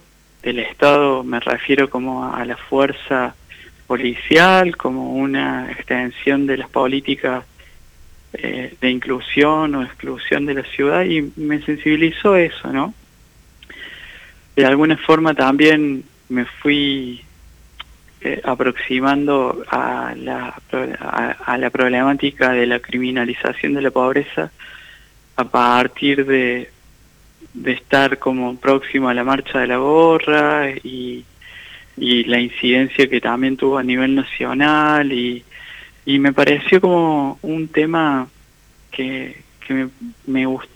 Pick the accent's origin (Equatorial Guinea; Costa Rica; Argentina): Argentina; Jesús María, Córdoba; also born or lived in Colonia Caroya; Y oriundo de... Nací en Colonia Carolla y en Jesús María transité como la mayoría de mi infancia y adolescencia.